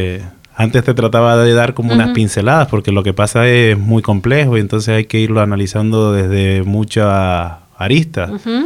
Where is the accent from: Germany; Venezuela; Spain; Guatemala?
Spain; Canary Islands; now in Mexico; No, yo soy de Islas Canarias.